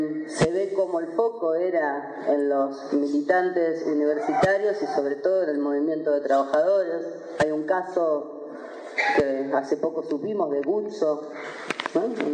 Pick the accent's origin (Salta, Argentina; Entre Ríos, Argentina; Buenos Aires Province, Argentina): Buenos Aires Province, Argentina; Mar del Plata; yo no soy platense, pero sí soy marplatense